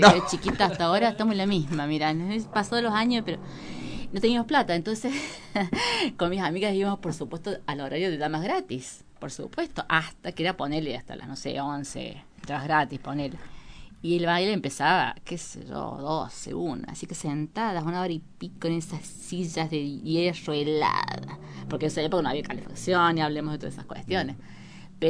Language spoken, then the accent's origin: Spanish; Villa Dolores, Córdoba, Argentina; soy nacida y criada en Villa Dolores. O sea, toda mi vida viví en Dolores.